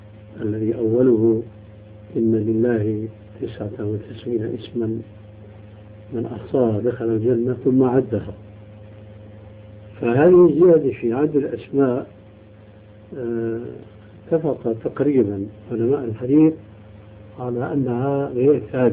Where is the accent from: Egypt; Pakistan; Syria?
Syria; الذي يتسمى به بعض الناس عندنا في سوريا